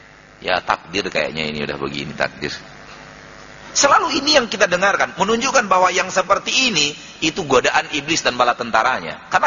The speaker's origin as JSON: {"language": "Indonesian", "region": "Sumatra", "country": "Indonesia", "said": "Dalam bahasa kita orang Sumatera, yang dia panggakkan usahanya saja."}